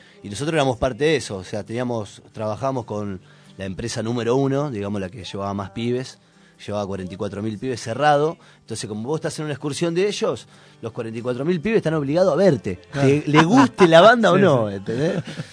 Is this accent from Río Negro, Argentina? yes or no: yes; Bariloche, Río Negro, Argentina; now in Buenos Aires, Argentina; después de estar muchos años en la Patagonia, somos de Bariloche y nos vinimos a vivir a Buenos Aires.